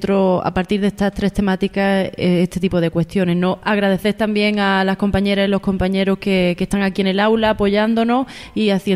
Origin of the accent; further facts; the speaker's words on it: Andalusia, Spain; Soy mujer andaluza, rural, y a ello me debo también, ¿no?